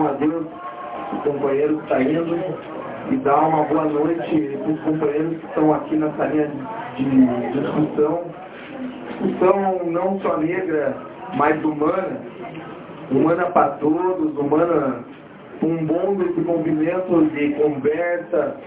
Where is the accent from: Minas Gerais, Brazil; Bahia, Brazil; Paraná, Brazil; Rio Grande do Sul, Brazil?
Paraná, Brazil; Curitiba; born there; eu nasci em Curitiba.